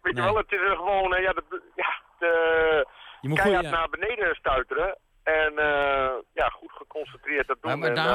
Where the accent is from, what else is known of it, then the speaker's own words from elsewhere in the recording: Netherlands; Ja, dat denk ik, dat hebben we als Nederlanders fantastisch goed gedaan.